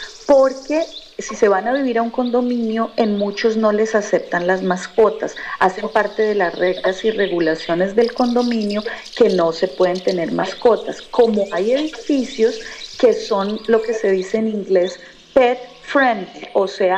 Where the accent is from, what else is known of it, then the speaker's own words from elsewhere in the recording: Cáqueza, Cundinamarca, Colombia; ¿Yo qué recuerdo de mi pueblo? Mire, recuerdo varias cosas.